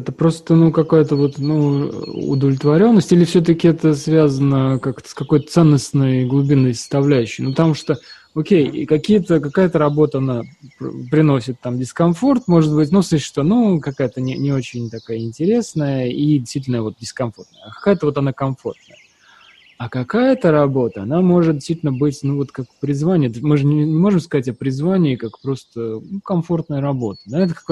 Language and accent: Russian; Volga region, Russia; я же рос там в Советском Союзе и в маленьком совершенно крохотном городке там на Волге.